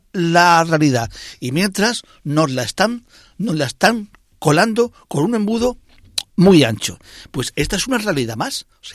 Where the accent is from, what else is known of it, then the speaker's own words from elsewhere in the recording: Spain; a ver hasta dónde somos capaces los españoles de tragar.